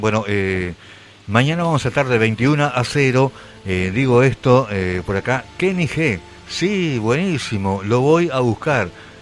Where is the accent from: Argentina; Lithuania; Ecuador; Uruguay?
Uruguay; Tacuarembó; also born or lived in Colón; nacimos en la NBM, Nobleza Barrio Montevideo. somos de Tacuarembó. Estuve en Colón un tiempo, una onda laburo, estuve en Colón. También de Colón, Paysandú, pero no, somos uruguayos.